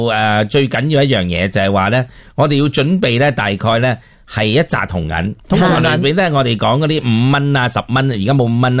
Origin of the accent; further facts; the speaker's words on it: Hong Kong; 系代表我哋香港人好容易都会俾水虾噶噃